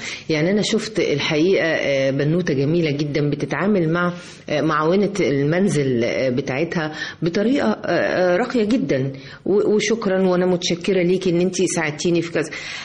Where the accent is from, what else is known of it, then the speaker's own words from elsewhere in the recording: Egypt; اللي هي موجودة فينا أصلا كمصريين